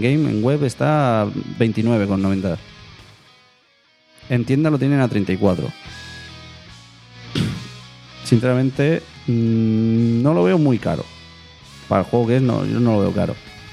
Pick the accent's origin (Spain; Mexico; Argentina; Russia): Spain; somos de España, pues las cosas buenas que se queden aquí